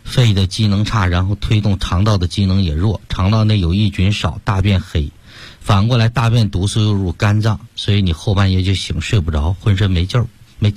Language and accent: Chinese; Beijing, China; 我们北京人不是说病根儿吗？